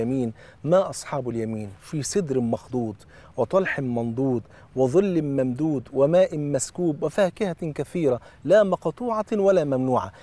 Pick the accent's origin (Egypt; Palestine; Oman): Egypt; وطبعا انتوا عارفين الفول عندنا في مصر فرض عين،